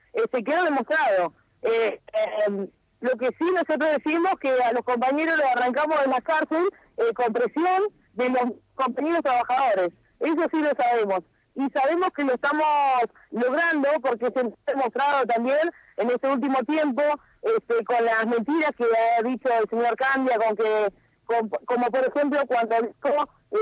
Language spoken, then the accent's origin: Spanish; Las Heras, Argentina; la localidad de Las Heras, mi pueblo, estaba totalmente sitiado y quedó con miedo.